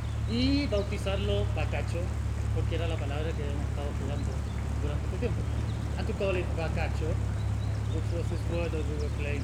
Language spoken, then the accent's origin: Spanish; Chile; Este es un juguete que venden en mi país, en Chile.